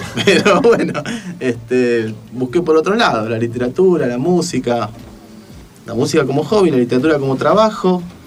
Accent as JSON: {"language": "Spanish", "town": "Punta Alta", "region": "Buenos Aires Province", "country": "Argentina", "moved": "yes", "lives_now": "Buenos Aires, Argentina", "said": "Y es la razón por la cual yo me vine desde Punta Alta a Buenos Aires."}